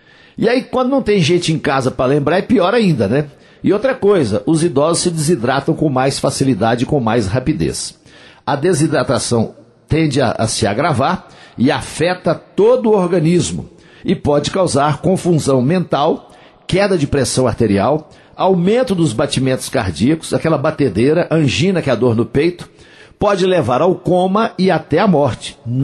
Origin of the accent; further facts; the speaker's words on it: Coromandel, Minas Gerais, Brazil; lá na minha terra, em Coromandel